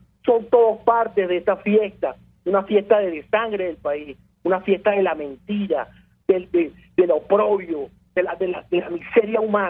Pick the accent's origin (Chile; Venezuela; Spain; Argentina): Venezuela; Nosotros como venezolanos, nosotros tenemos un país maravilloso